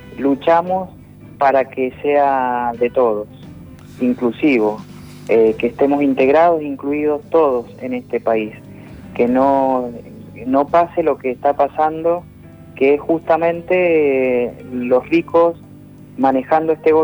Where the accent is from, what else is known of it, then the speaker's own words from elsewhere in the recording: Mendoza, Argentina; Yo soy de Mendoza y pudimos en esta provincia el 4 de abril pasado realizar una marcha multitudinaria